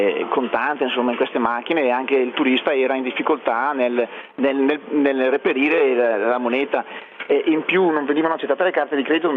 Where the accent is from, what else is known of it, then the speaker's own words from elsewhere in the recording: Coccari, Greece; Italian is a second language; nel mio paesino che è Coccari, dove ci sono dei distributori automatici